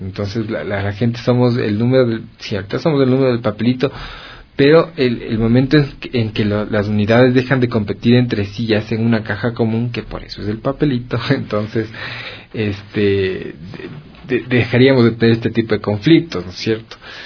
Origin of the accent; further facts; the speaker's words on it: Quito, Pichincha, Ecuador; cómo nos aporta a nosotros como quiteños. Estamos aquí en Quito